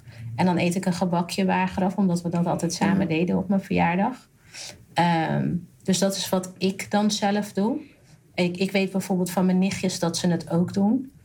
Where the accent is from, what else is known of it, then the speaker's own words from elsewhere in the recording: North Brabant, Netherlands; Nou kom ik uit Brabant, dus moest ik wel heel veel dingen uitleggen.